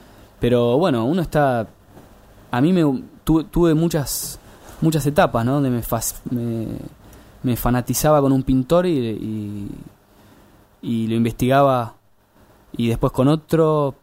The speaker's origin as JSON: {"language": "Spanish", "town": "Bahía Blanca", "region": "Buenos Aires Province", "country": "Argentina", "moved": "as an adult", "lives_now": "Buenos Aires, Argentina", "said": "Y me vine, bueno, yo soy de Bahía Blanca y me vine acá a Buenos Aires en el 2000."}